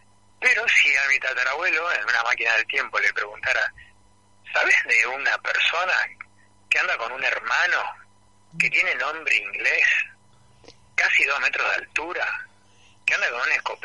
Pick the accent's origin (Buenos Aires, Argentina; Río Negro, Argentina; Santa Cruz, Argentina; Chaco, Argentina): Buenos Aires, Argentina; born there; Nací en Buenos Aires, pero toda la familia vivía entre el campo y la ciudad.